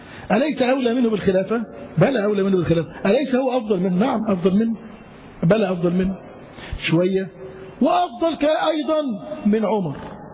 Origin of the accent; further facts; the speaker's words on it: Yemen; الإسلام والنور دخل عندنا في اليمن